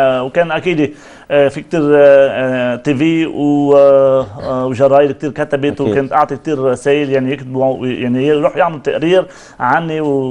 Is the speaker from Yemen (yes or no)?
no; Shbaniyeh, Mount Lebanon, Lebanon; accent: Lebanese; انا لبناني لهجتي اللبنانيه ابن جبل ابن شبنيه يعني بفتخر انه انا اكون لبناني